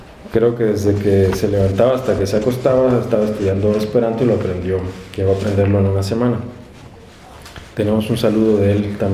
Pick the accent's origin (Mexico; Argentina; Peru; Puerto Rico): Mexico; born there; first language Spanish; yo nací en México, y el idioma que aprendo, el idioma que usan mis padres, pues es el español.